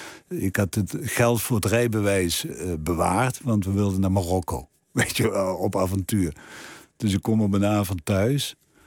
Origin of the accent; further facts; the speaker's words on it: Limburg, Netherlands; accent: Limburgish; als ik mijn mond opende en ze mijn Limburgse accent hoorden.